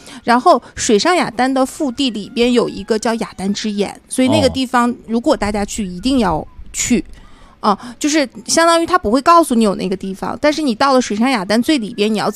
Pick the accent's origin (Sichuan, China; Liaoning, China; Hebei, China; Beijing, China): Beijing, China; 我说我从北京来的，